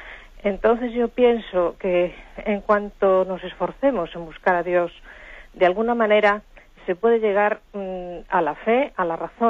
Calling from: Madrid, Community of Madrid, Spain; de Madrid.

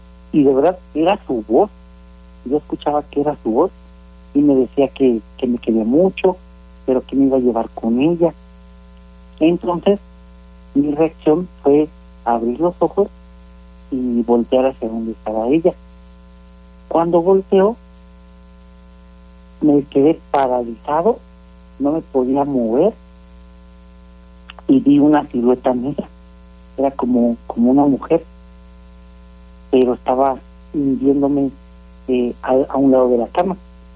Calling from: San Miguel de Allende, Guanajuato, Mexico; De aquí de San Miguel de Allende, de prácticamente Insurgentes.

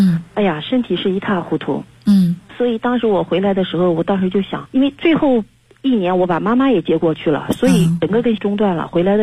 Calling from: Nanjing, Jiangsu, China; 是这样，我是南京的一名听众。我今年是47岁

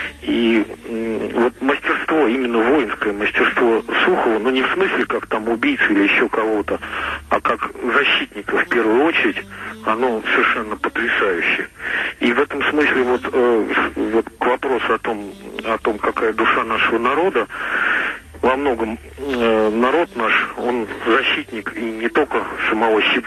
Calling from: Moscow, Russia; из Москвы.

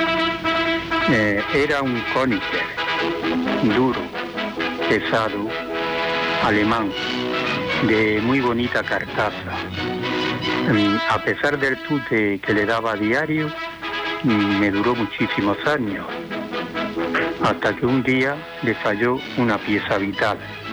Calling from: Granada, Andalusia, Spain; de Granada.

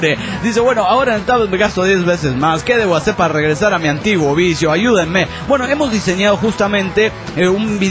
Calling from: Trelew, Chubut, Argentina; de Trelew, Chubut, Argentina.

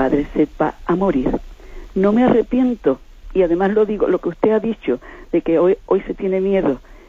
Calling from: Cádiz, Andalusia, Spain; de Cádiz.

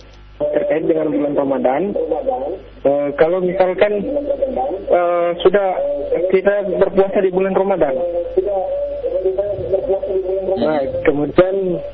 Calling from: Gorontalo, Indonesia; di Gorontalo.

